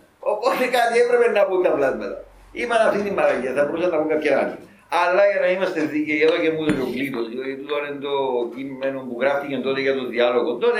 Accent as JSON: {"language": "Greek", "country": "United States", "tie": "born or raised there", "said": "Λοιπόν, εγώ μεγάλωσα στην Αμερική, ήταν φοιτητής. Έζησα τα κινήματα της Αμερικής που ήταν το απότοκο της δεκαετίας του 60."}